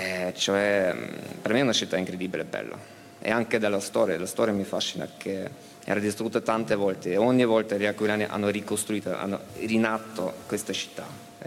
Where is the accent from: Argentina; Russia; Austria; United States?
Austria; Vienna; Italian is a second language; Di Vienna, d'Austria.